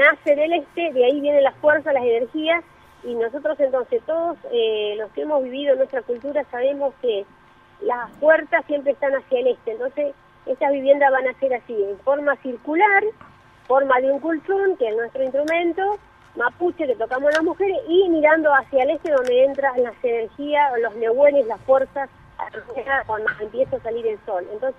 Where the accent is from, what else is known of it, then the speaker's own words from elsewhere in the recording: Río Negro, Argentina; yo, que me crié así en un pueblito de Conan y yo, porque yo soy de Río Negro, nací allá